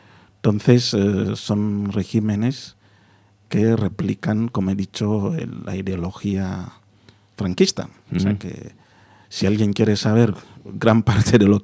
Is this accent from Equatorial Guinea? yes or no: yes; Equatorial Guinea; yo soy bilingüe, ¿no? Yo tengo indistintivamente, en casa hablamos el español y mi lengua, y así nos entendemos.